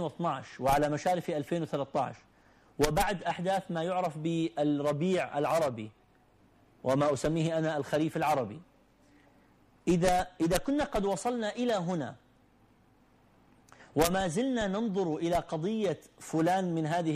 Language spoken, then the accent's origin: Arabic; Iraq; also born or lived in Gulf; أنا من العراق